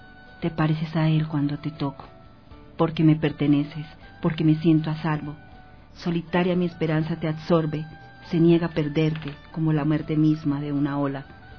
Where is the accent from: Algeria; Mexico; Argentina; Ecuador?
Ecuador; Tulcán, Carchi; Pues soy de frontera, soy de Tulcán, mi madre es colombiana de Ipiales, soy ciudadana del mundo.